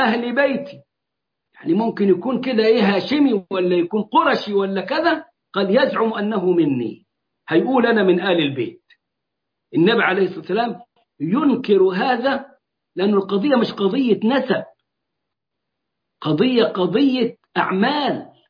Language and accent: Arabic; Egypt; زي ما هم وصلين عندنا في مصر لغاية النيل